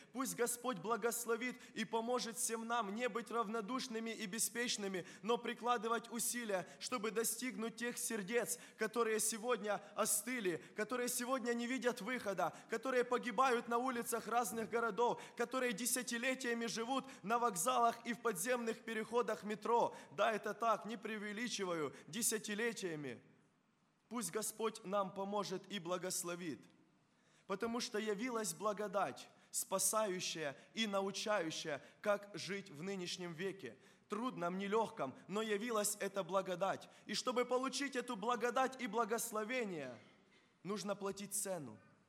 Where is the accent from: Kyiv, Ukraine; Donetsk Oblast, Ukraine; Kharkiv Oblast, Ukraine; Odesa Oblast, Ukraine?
Kharkiv Oblast, Ukraine; Krasnokutsk; born there; Когда я родился, а родился я в Краснокутске, и многие знают этот поселок городского типа, это Харьковская область